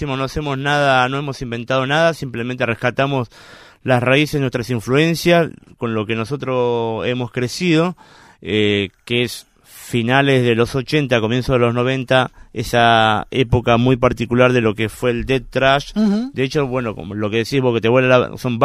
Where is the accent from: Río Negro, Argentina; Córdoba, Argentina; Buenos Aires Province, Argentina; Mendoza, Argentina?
Buenos Aires Province, Argentina; Claypole; decidimos hacer una fecha ahí en el barrio, Claypole, nosotros somos de Claypole.